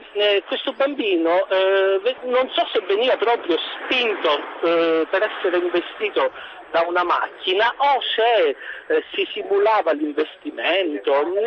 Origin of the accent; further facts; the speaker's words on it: Sicily, Italy; accent: Sicilian; Io, come si sentirà dall'accento, sono siciliano. Esattamente, sono un medico e lavoro in provincia di Siracusa.